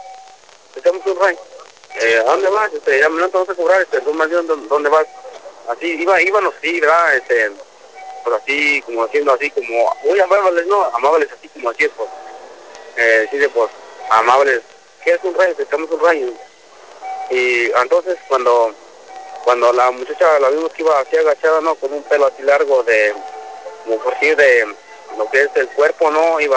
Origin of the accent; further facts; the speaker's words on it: Rancho Viejo, Guanajuato, Mexico; now in Austin, United States; Yo soy de Rancho Viejo, municipio de Guanajuato. Estoy aquí en Austin, Texas.